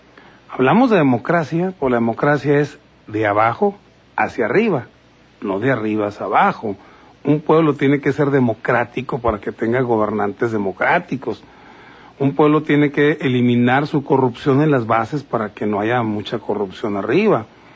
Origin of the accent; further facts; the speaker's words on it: Mexico; hay mexicanos que son importantes para el país y otros pues somos simplemente mexicanos.